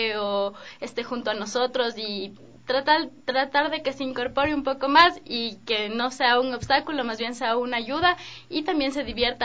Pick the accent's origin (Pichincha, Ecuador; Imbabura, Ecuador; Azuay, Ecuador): Pichincha, Ecuador; Quito; las magas que estamos ahorita como Promesas Juveniles somos de Quito.